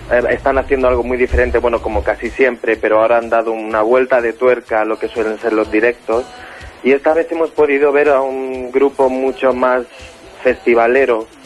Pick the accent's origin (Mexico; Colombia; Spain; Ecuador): Spain; Jaén, Andalusia; also born or lived in Granada; now in Barcelona, Spain; soy de Jaén. He vivido algunos años en Granada, por eso estoy encantado de participar en un programa que se hace allí y desde allí. Y bueno, actualmente vivo en Barcelona